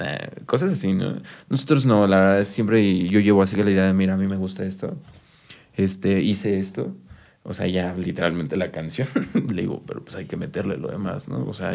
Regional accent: Chalco, State of Mexico, Mexico; Sí, somos de Chalco. Okay. Sí, somos originalmente de Chalco.

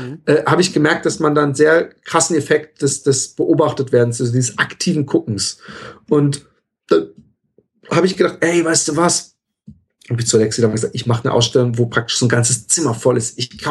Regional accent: Germany; now in Netherlands; und das als Deutscher in Holland, politisch hochgesandt.

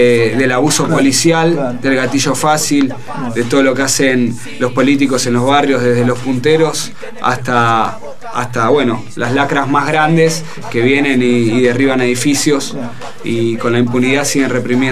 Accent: Buenos Aires, Argentina; No, nada que ver, somos de Almagro.

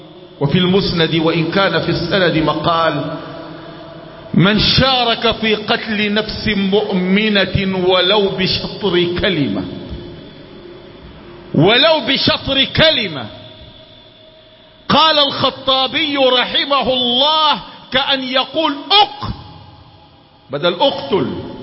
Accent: Sudan; ولكن أقول ما يحدث عندنا في السودان أشد وأنكى

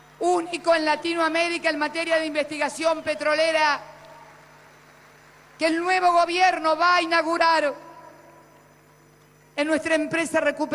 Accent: Argentina; Me dolió. Confieso que me dolió como argentina.

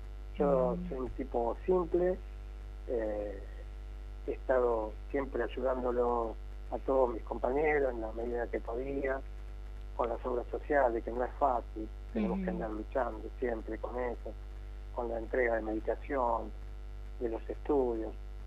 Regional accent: Córdoba, Argentina; moved away as an adult; now in Buenos Aires, Argentina; Soy cordobés y siempre estoy con alguna chispita ahí

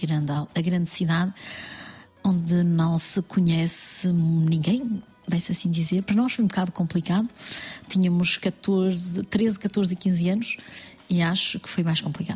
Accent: Portugal; also born or lived in France; Nascemos em França e fomos para Portugal da mesma forma que vocês as duas

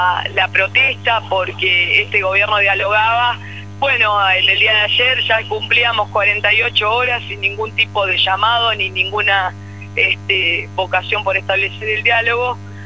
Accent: Argentina; somos parte de la Argentina olvidada, y bueno, conformamos también parte de esa cifra que hoy se muestra fríamente en números, pero que representa la realidad de millones de argentinos.

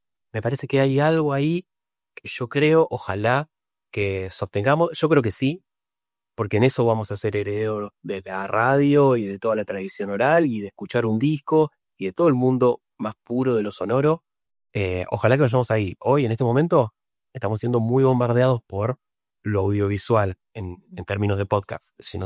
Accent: Rosario, Santa Fe, Argentina; Yo soy de Rosario, siempre en Rosario.

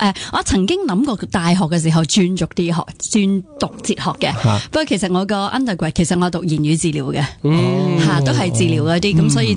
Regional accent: China; 我哋身为中国人咧，我哋用咁多中草药咧

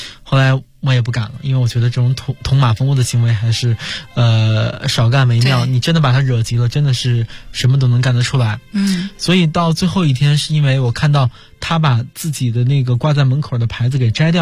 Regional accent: China; 我觉得 作为一个中国人还是应该出手相助的。

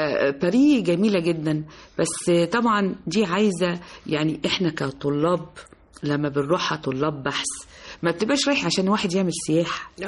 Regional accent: Egypt; احنا التعليم في عندنا في مصر مش وحش، مش للدرجة دي

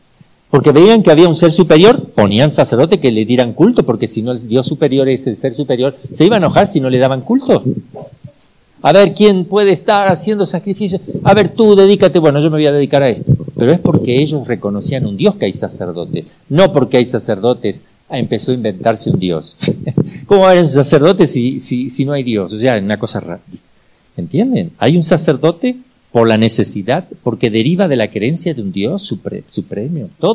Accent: Argentina; se van a dar cuenta que soy argentino.

